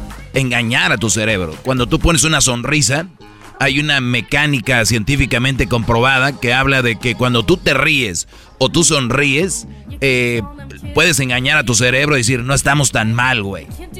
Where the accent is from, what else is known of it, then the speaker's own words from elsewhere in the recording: Mexico; A ver, yo soy de México.